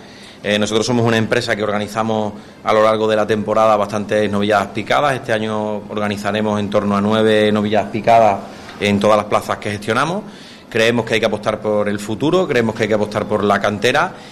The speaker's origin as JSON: {"language": "Spanish", "town": "Badajoz", "region": "Extremadura", "country": "Spain", "said": "Yo también soy de Badajoz"}